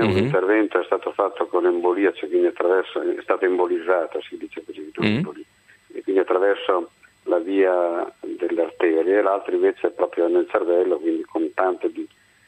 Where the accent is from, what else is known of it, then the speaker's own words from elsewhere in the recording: Rimini, Emilia-Romagna, Italy; Di Rimini.